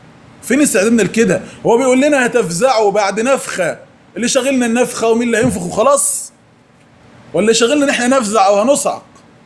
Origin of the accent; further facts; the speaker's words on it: Egypt; الحمد لله تقريبا على عمر 15 سنة كده ما يعادل الأولى ثانوي عندنا في مصر